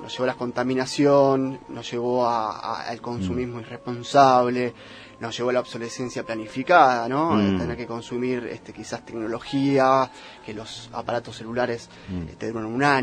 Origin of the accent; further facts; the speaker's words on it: Argentina; Obviamente hay cosas en comunes que tenemos como argentinos